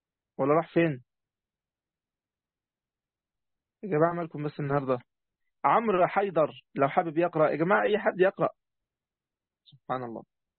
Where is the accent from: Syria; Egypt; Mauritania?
Egypt; عندنا في مصر